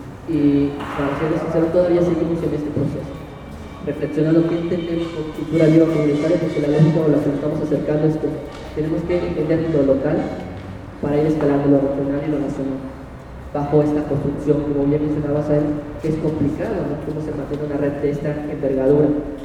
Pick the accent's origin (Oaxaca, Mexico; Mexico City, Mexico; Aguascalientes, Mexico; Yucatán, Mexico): Yucatán, Mexico; Mérida; Vengo de la Ciudad de Mérida, Yucatán